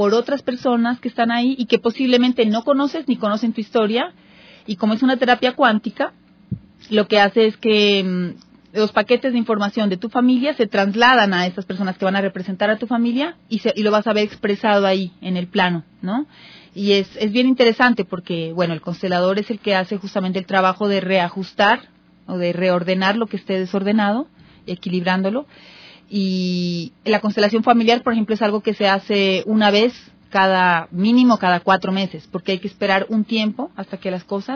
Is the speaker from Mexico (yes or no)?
no; Colombia; Yo soy una psicóloga colombiana, tengo 43 años, soy madre de dos niños.